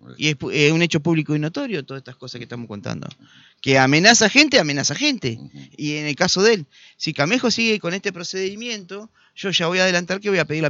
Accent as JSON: {"language": "Spanish", "town": "Concordia", "region": "Entre Ríos", "country": "Argentina", "said": "No, pero la gente sabe, somos de Concordia."}